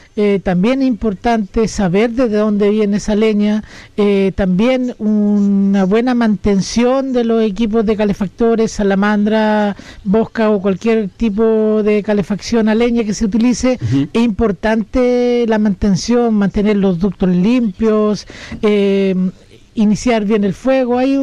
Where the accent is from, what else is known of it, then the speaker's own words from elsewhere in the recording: Catemu, Valparaíso, Chile; yo vengo del Valle de la Aconcagua, de Catemu, y allá hace bastante más frío